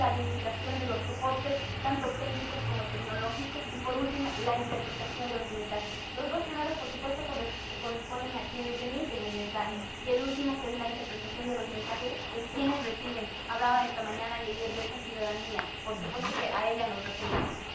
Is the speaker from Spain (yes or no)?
no; Bolivia; No tenemos que tener esa capacidad reactiva que hasta ahora hemos venido manejando como bolivianos